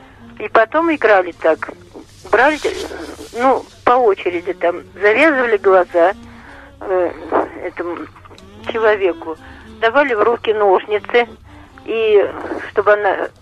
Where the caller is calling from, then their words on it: Ulyanovsk, Ulyanovsk Oblast, Russia; Я из Ульяновска звоню.